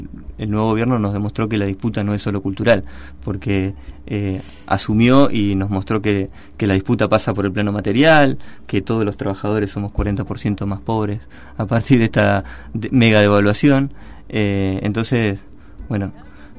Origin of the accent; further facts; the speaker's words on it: Argentina; me parece que como argentinos, argentinas, ciudadanos, ciudadanas, me parece que tenemos una obligación ética